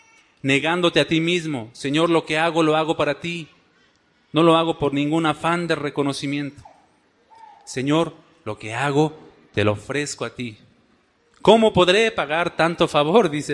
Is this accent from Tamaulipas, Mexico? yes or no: no; Mexico City, Mexico; Esos chilangos utilizan mucho la che, ¿verdad? Bueno, denme chance, soy chilango.